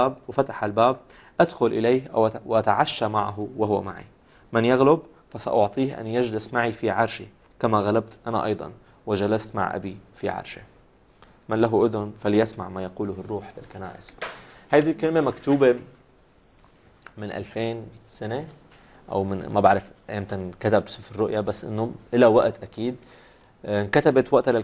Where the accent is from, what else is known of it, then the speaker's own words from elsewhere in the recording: Syria; اليوم كمان كسورية الوضع اللي عم نمرق فيه